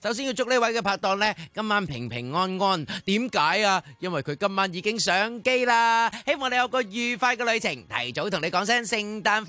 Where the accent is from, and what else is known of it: Hong Kong